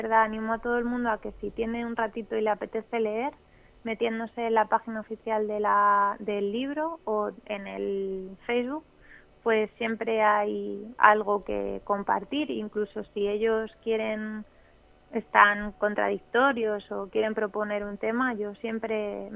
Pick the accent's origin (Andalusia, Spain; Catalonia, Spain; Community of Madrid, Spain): Community of Madrid, Spain; Madrid; born there; yo la verdad que nací en Madrid, pero vamos, mi familia materna, mis amigos de toda la vida y mi marido y su familia es de Gamonal.